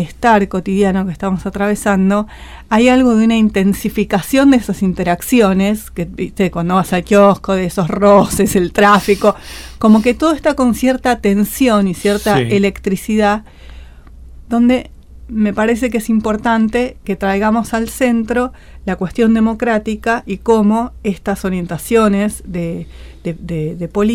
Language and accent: Spanish; Chile; como vengo de Chile